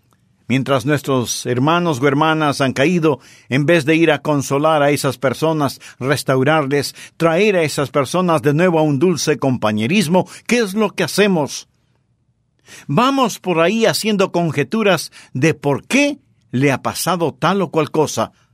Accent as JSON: {"language": "Spanish", "region": "Florida", "country": "United States", "tie": "born or raised there", "said": "Yo sí. Fui criado en la Florida y en donde vivíamos había muchos cocoteros."}